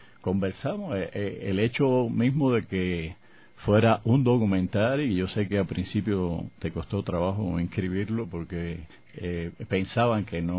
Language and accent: Spanish; Cuba; éramos dos extranjeros dentro del, estaba el colombiano y estaba yo como cubano